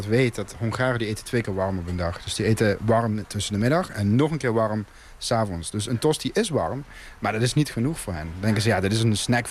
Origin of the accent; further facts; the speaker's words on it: Netherlands; now in Hungary; En zij vroeg, waar kom je vandaan? Ik zei, oh, Nederland.